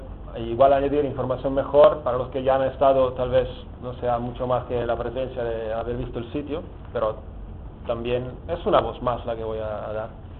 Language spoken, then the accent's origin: Spanish; Italy; Spanish is a second language; now in Barcelona, Spain; ya llevo años viviendo en Barcelona, pero soy un poco torpe. Y lo haré en bueno, que tampoco es un gran castellano, porque como soy italiano sale a veces alguna palabra de itañol